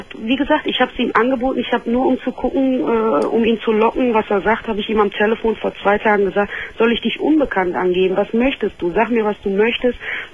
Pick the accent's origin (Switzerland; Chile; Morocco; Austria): Morocco; Aus Marokko.